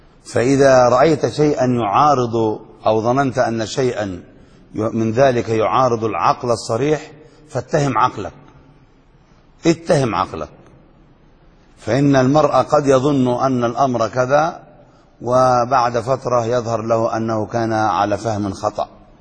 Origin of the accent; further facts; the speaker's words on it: Yemen; وما شاء الله ما أكثرهم عندنا في اليمن المجانين اللي بيدعوا النبوة